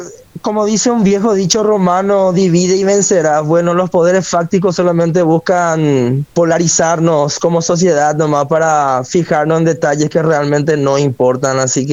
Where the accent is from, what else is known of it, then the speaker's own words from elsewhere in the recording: Paraguay; yo de aquí, yo siendo paraguayo y de Paraguay